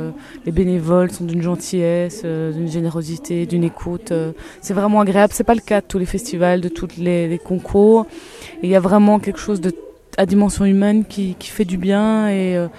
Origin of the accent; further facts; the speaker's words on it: Brussels, Belgium; also born or lived in Clermont-Ferrand, France; Alors, initialement, je viens de Bruxelles. Je suis belge, comme les pianistes qui m'accompagnent. On est de Bruxelles tous les deux. Il se fait que je vis à moitié sur l'Auvergne aussi, à Clermont-Ferrand.